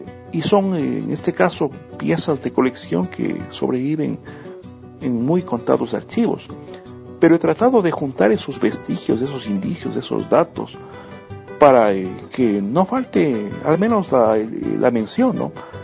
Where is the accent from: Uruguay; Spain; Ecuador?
Ecuador; quizá porque soy de Ecuador, porque me gusta el género